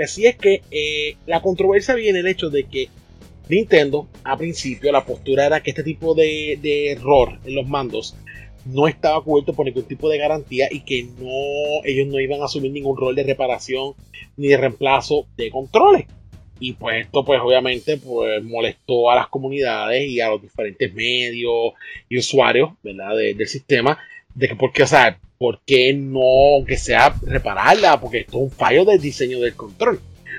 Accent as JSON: {"language": "Spanish", "country": "Puerto Rico", "said": "nosotros, ¿verdad? Que somos acá de Puerto Rico"}